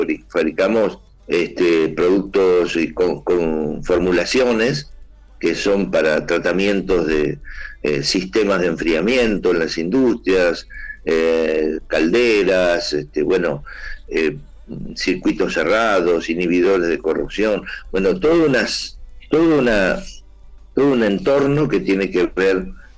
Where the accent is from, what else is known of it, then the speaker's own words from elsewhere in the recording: Córdoba, Argentina; now in Berazategui, Argentina; De hecho, cuando vinimos de Córdoba, primeramente vine con ella solamente. Y aquí estuvimos, aquí en Berazategui, donde sigo viviendo.